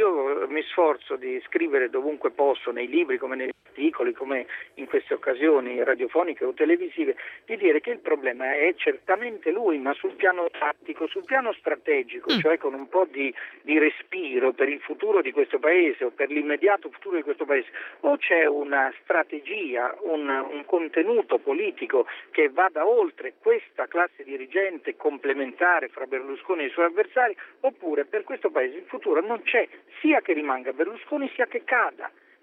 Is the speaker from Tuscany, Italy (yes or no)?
yes; Florence, Tuscany, Italy; born there; A Firenze.